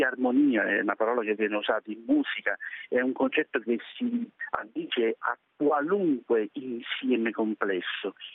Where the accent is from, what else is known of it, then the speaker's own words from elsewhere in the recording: Campania, Italy; Io amo i pomodori da campano, me lo lasci dire